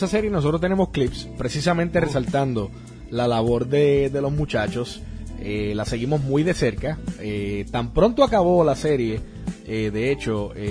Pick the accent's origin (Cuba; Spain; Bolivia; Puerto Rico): Puerto Rico; now in United States; Es algo que, como puertorriqueño, te puedo decir que es algo que nos caracteriza en el deporte, pero eventualmente he tenido la oportunidad, ¿verdad?, ahora viviendo en Estados Unidos